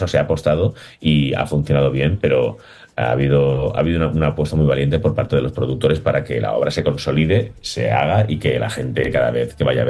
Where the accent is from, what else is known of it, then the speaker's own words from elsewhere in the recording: Valencian Community, Spain; todos los actores somos valencianos y nos conocen